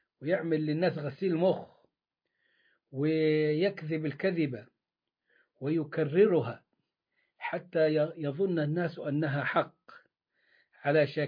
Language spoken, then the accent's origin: Arabic; Upper Egypt, Egypt; يعني هو زي ما بيقولوا عندنا في الصعيد تفوا في بق بعض